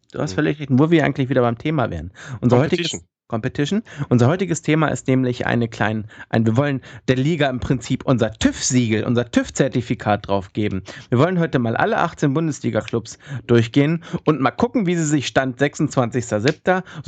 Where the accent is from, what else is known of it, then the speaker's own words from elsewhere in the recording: Hanover, Lower Saxony, Germany; ich als Hannoveraner muss ganz ehrlich sagen